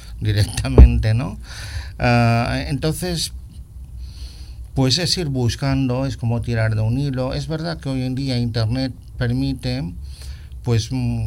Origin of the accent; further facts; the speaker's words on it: Balearic Islands, Spain; yo soy de Mallorca, ¿no?